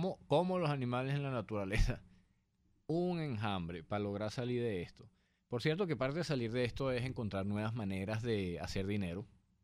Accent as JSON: {"language": "Spanish", "country": "Venezuela", "said": "es importante que nosotros como venezolanos también logremos implantar una cultura"}